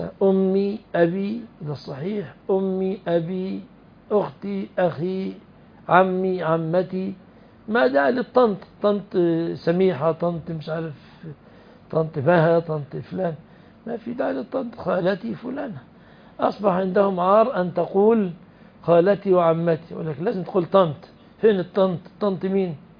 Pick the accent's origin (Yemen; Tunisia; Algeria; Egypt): Egypt; خلاص انا مصري